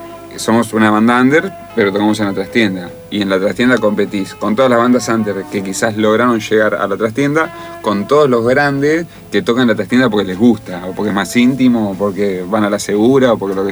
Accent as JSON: {"language": "Spanish", "region": "Buenos Aires", "country": "Argentina", "tie": "born or raised there", "said": "Yo, mi papá es santafesino, mi mamá de Chubut. Soy el único porteño de toda mi familia porque nací acá, igual me siento un porteño."}